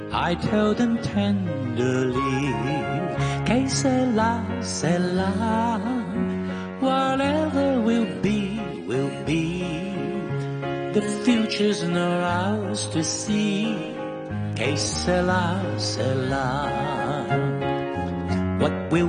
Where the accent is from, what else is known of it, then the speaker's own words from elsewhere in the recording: Hong Kong; 因為我哋香港人唔好興，就呢個係真嘅